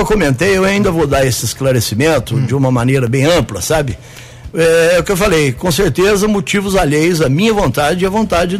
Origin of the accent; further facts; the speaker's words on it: Caldas, Minas Gerais, Brazil; now in Guaxupé, Brazil; O nome, você imagina, chegar da cidade, eu vim de Caldas, né? Estava 3 anos da cidade.